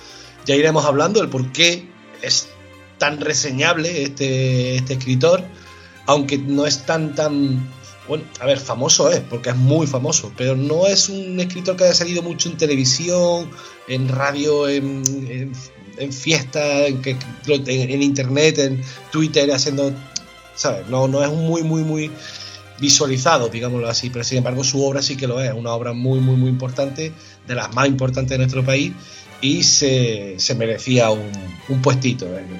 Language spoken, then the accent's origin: Spanish; Lucena, Andalusia, Spain; viviendo en mi tierra, viviendo en Lucena, en Córdoba